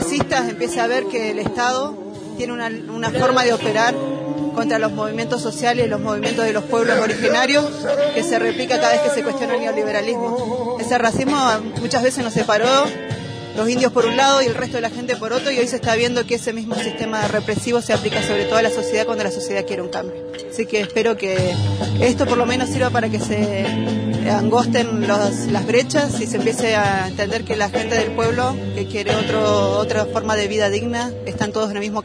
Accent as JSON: {"language": "Spanish", "town": "Bariloche", "region": "Río Negro", "country": "Argentina", "said": "soy de acá, de Bariloche."}